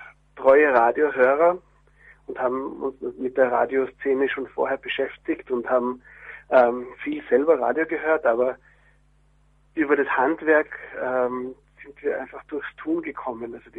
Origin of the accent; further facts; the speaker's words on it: Carinthia, Austria; also born or lived in Prague; now in Vienna, Austria; geflüchtet mit politischem Asyl nach Österreich im Jahr 1980 mit meinen Eltern. Bin in Kärnten aufgewachsen, das ist ganz im Süden von Österreich, und bin dann zum Studium nach Wien gekommen